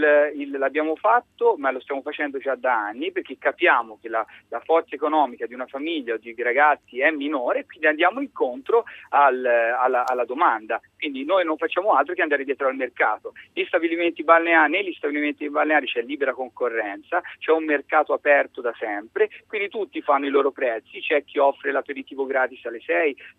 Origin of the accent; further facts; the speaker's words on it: Tuscany, Italy; Io le parlo da toscano, che in Toscana, in Viareggio, in Versilia, ma in Toscana in generale abbiamo ogni tipo di offerta.